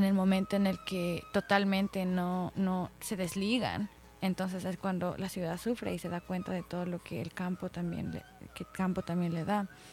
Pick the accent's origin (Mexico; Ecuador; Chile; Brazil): Ecuador; Quito, Pichincha; Y yo misma me he olvidado muchas veces creciendo en Quito.